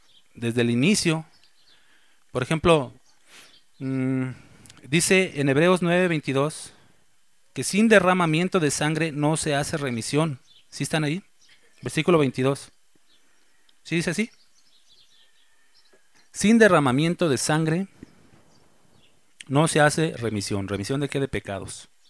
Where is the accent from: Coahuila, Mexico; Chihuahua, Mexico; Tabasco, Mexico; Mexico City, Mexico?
Mexico City, Mexico; Yo soy chilango. Saludos a todos mis compatriotas chilangos.